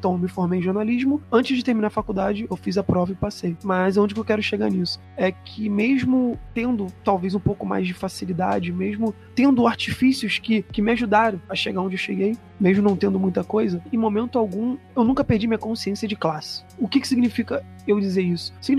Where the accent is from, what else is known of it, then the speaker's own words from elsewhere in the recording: Rio de Janeiro, Brazil; Eu vim da Baixada, né? Do Rio de Janeiro, de comunidade.